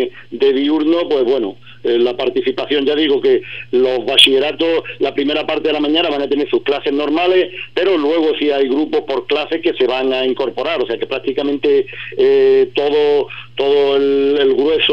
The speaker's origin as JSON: {"language": "Spanish", "town": "Ubrique", "region": "Andalusia", "country": "Spain", "said": "somos gente de Ubrique, ya digo, el profesorado casi el 40% más somos ya de Ubrique"}